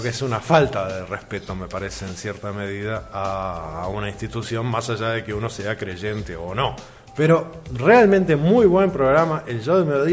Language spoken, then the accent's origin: Spanish; Uruguay; nosotros como uruguayos marcamos el nivel, marcamos la diferencia.